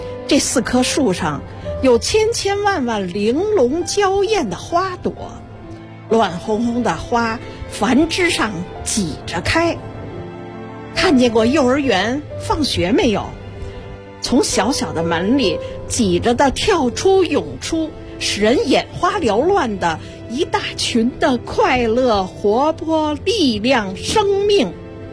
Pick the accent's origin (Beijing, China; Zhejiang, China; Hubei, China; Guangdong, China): Beijing, China; 从小生活在北京